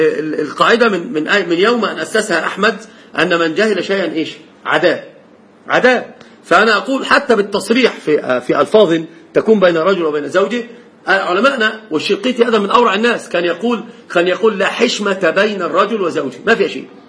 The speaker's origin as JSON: {"language": "Arabic", "country": "Egypt", "said": "عندنا في مصر لف ودوران"}